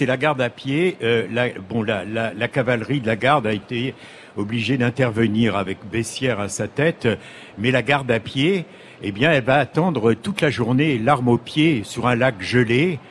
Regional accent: Saint-Pierre-la-Cour, Pays de la Loire, France; born there; ces deux combattants là qui sont nés dans le village où je suis né en Mayenne.

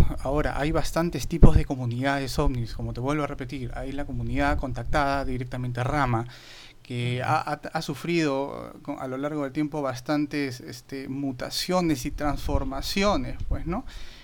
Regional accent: Peru; Acá en mi país, en Perú, pues no tenemos un buen antecedente

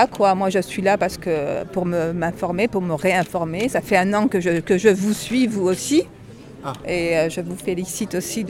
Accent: Nice, Provence-Alpes-Côte d'Azur, France; Bah, on vient de Nice.

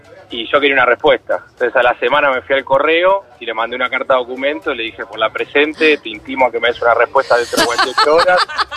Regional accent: Buenos Aires Province, Argentina; Soy de zona norte, me quedo acá y ahora estoy, atascado en la Panamericana, en el tráfico.

